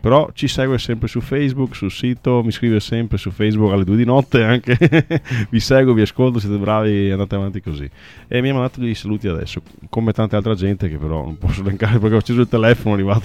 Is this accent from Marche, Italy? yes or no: no; Pegolotto di Cona, Veneto, Italy; born there; Sì, del mio paese natale, che è Pegolotto di Cona.